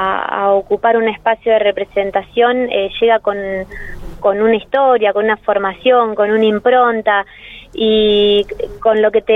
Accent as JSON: {"language": "Spanish", "town": "Villa Parque", "country": "Argentina", "tie": "born or raised there", "said": "yo nací en un barrio. Yo crecí en Villa Parque, en el Butaro 3"}